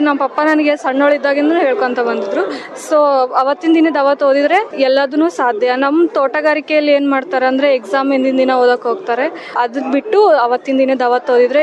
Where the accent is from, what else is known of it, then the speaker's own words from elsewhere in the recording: Holalu, Karnataka, India; ನಮ್ಮೂರು ವಿಜಯನಗರ ಡಿಸ್ಟಿಕ್ನ ಹೊಳಲು.